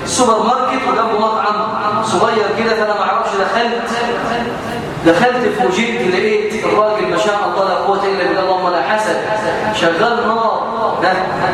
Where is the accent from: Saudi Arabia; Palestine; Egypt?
Egypt; عيب عيب في حق هنا كمصريين